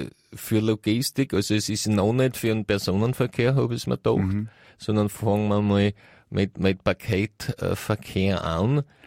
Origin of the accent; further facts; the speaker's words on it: United States; now in Austria; ich komme ja aus Amerika, nicht? Ich habe ja da wirklich einen größeren Blick.